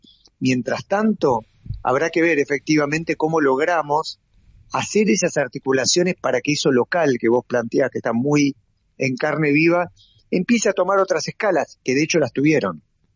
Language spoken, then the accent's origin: Spanish; Buenos Aires, Argentina; yo, que quiero a Buenos Aires, pues soy porteño y porque viví acá y nací acá